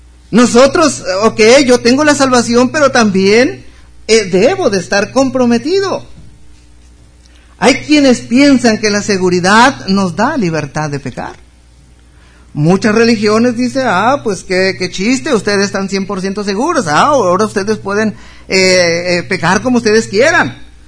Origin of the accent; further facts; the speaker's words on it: Mexico; Es de allí que nosotros como mexicanos somos libres de vivir en cualquier estado de la República.